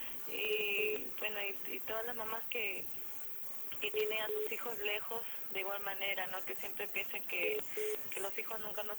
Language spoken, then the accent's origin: Spanish; Chimbote, Ancash, Peru; yo he estudiado en provincia, en Chimbote he estudiado, no estoy acá, yo soy de Chimbote.